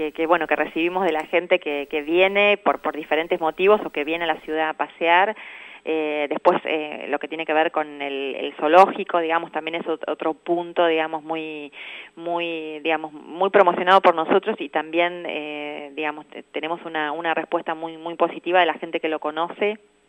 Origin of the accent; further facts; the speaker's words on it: Sierras Bayas, Buenos Aires, Argentina; Yo soy de Sierras Bayas